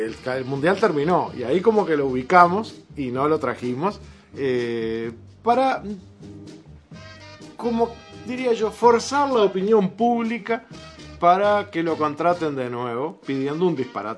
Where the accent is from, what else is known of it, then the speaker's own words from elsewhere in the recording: Uruguay; Yo quiero que mi pueblo se acostumbre a ver a Uruguay ganar desde siempre